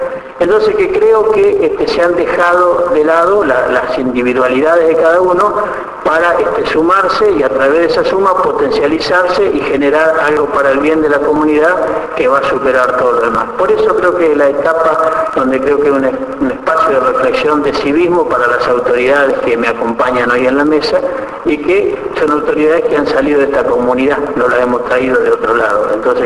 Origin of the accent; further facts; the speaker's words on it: Ayacucho, Buenos Aires Province, Argentina; yo provengo de Ayacucho, que son similares, pueblo del interior, ganadero